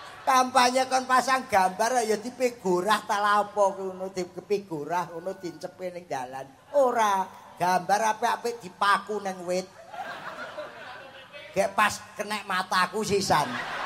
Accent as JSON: {"language": "Indonesian", "town": "Cepu", "region": "Central Java", "country": "Indonesia", "said": "aku sendiri kan orang Cepu. Jadi saya itu wong Roto, wong Karangboyo, wong Cepu, jadi wong Mbluro"}